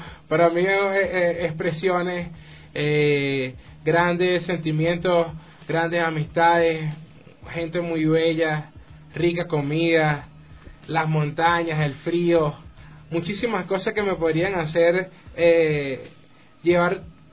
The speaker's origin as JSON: {"language": "Spanish", "town": "Maracay", "region": "Aragua", "country": "Venezuela", "said": "vengo desde Maracay, Venezuela."}